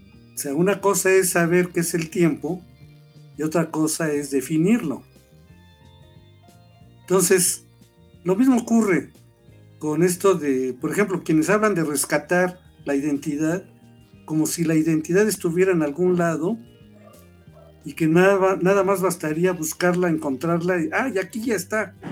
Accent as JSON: {"language": "Spanish", "country": "Mexico", "said": "somos los mexicanos"}